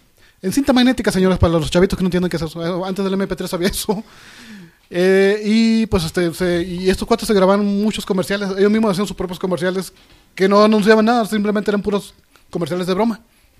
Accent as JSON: {"language": "Spanish", "country": "Mexico", "said": "Es un mexicano, simplemente. Es el pueblo mexicano, no todos somos zombies del Zawayo, la verdad."}